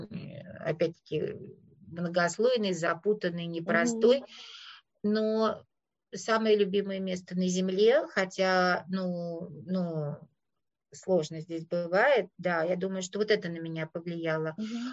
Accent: Moscow, Russia; я говорила, я из Москвы

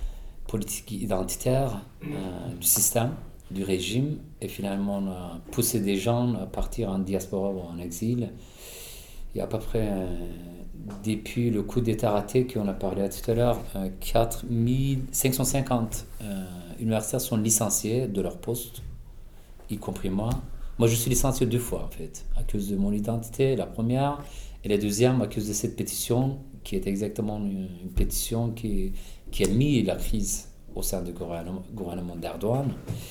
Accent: Turkey; moved away as an adult; je suis kurde d'Alevi. Bon, minoritaire de toute façon de la politique en Turquie déjà.

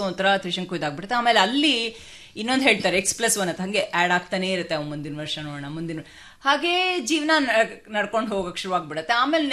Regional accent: Bangalore, Karnataka, India; Heart of Bengaluru ಅಂತಲ್ಲ, ಗಾಂಧಿ ಬಜಾರ್ ಆ ಏರಿಯಲ್ಲಿ ಹುಟ್ಟಿ ಬೆಳೆದಿದ್ದು.

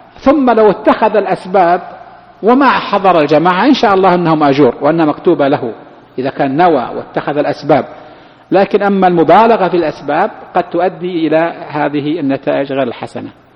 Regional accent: Saudi Arabia; بعض الأشخاص يظن كيف يكون عندنا في السعودية، كيف من هي السعودية؟

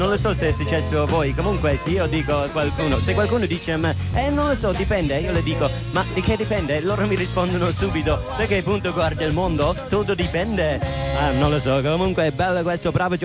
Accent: Ireland; Italian is a second language; now in Italy; io come irlandese quando sono arrivato in Italia

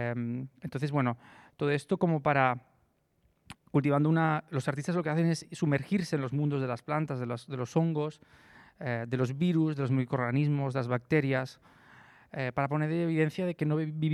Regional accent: Lleida, Catalonia, Spain; yo soy de Lleida y ahí se evidencia mucho

